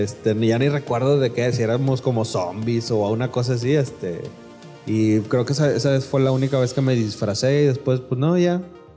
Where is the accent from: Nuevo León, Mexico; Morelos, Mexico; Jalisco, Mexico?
Nuevo León, Mexico; o sea, nosotros somos del norte, somos de Nuevo León.